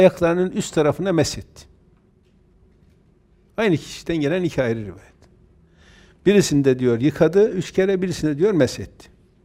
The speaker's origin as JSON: {"language": "Turkish", "region": "Erzurum", "country": "Turkey", "said": "Öncekinde normal elbiseyle biz Erzurumluyuz bir şey olmaz diye gittik."}